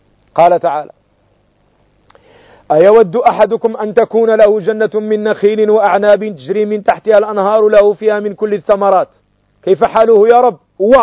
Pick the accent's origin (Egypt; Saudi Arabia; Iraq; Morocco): Morocco; وأنتم تعلمون في عندنا في المغرب نعبر بسمايم